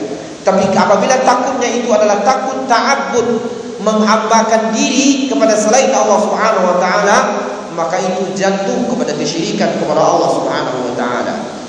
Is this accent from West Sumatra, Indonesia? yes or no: yes; Bukittinggi, West Sumatra, Indonesia; kampung saya contohnya di Sumatera Barat, di Bukit Tinggi